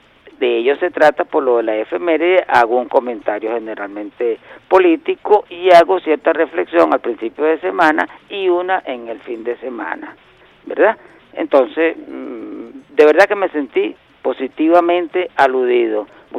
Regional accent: Venezuela; somos una vez venezolanos, dos veces venezolanos, tres veces venezolanos, y si queda algo, somos venezolanos

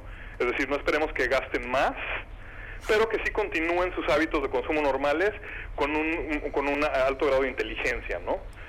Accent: Mexico; y yo, que ayudo con toda la región, y soy mexicano.

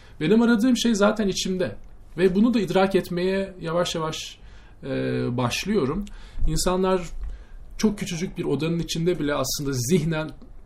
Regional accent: Ankara, Turkey; Memleketimi sorsan Ankaralıyım.

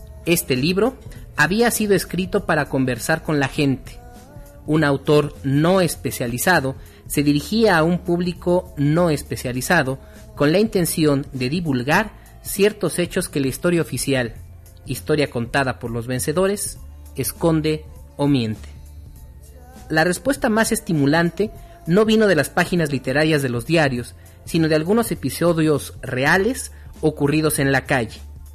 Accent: Uruguay; en mi país, Uruguay

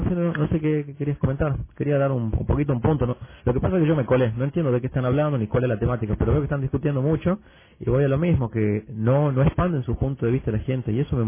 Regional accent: Argentina; Bueno, soy de Argentina.

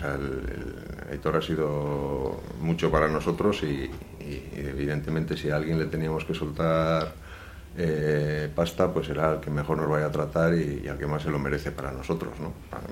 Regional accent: Elorrio, Basque Country, Spain; now in Bilbao, Spain; Somos de Elorrio, de allí, nacimos allí como las patatas de Elorrio.

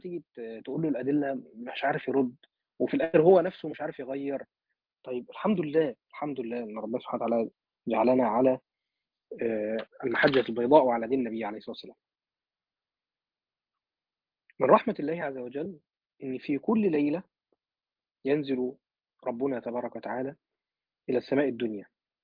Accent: Egypt; يعني مثلا عندنا في مصر بقى احنا شعب حبوب وكده

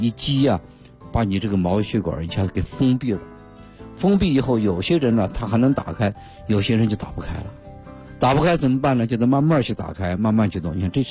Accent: China

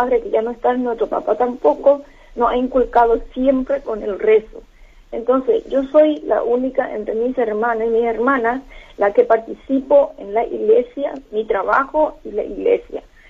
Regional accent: Madrid, Community of Madrid, Spain; now in Cusco, Peru; Soy servidora de dos parroquias, de la iglesia San Fernando, aquí en Cusco, yo soy de Madrid, y también soy servidora de la iglesia de Lavapiés.

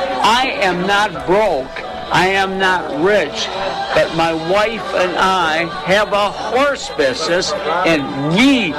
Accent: Neenah, Wisconsin, United States; born there; I was born in Nina.

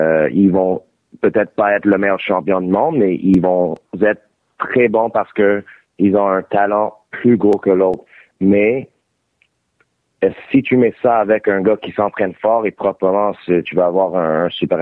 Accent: Montreal, Quebec, Canada; born there; Oui, je viens né à Montréal.

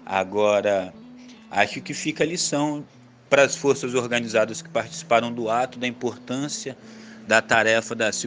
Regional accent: Espírito Santo, Brazil; sou capixaba, sou militante do movimento de atingidos por barragens

